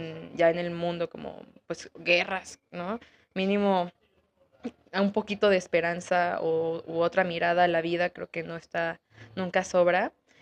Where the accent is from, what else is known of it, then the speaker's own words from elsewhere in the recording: Mexico City, Mexico; crecí en la Ciudad de México, entonces soy una mezcla de muchas cosas y eso también se ve en mi música.